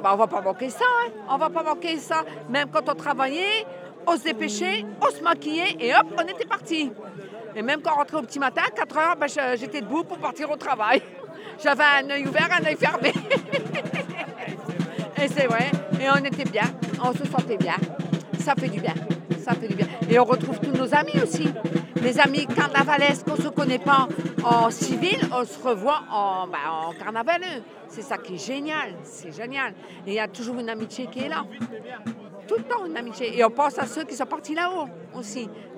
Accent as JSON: {"language": "French", "town": "Saint-Pol-sur-Mer", "region": "Hauts-de-France", "country": "France", "said": "Nous, on est de Saint-Paul-sur-Mer."}